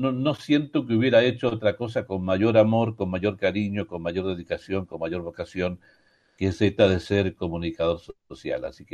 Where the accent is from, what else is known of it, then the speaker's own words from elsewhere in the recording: Chile; yo soy chileno